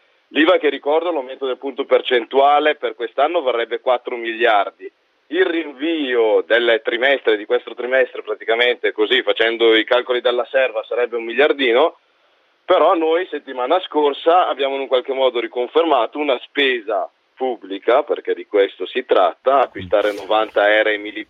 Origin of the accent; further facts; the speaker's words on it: Brescia, Lombardy, Italy; io parlo da bresciano, quindi da pragmatico anche doc